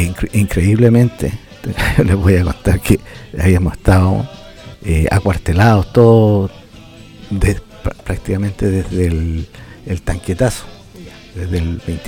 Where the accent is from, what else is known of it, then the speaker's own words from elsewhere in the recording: Talca, Maule, Chile; yo vivía en una pensión en Santiago. No era mi casa, soy originario de Talca, un estudiante talquino en Santiago